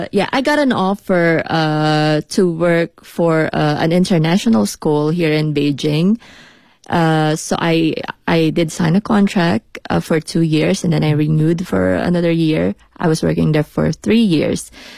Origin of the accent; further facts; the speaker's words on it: Philippines; now in China; I'm an artist from the Philippines. And yes, I'm here in Beijing to promote my my show. But actually, I've been living here for like 4 years now.